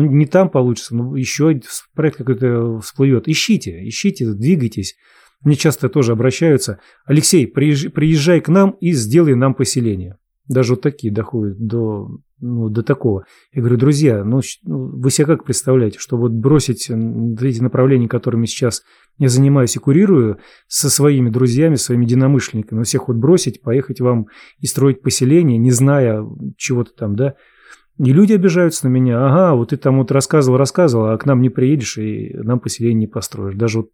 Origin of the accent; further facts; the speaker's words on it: Ukraine; Мы из Украины. Предки до Великой Отечественной войны жили в Омской области.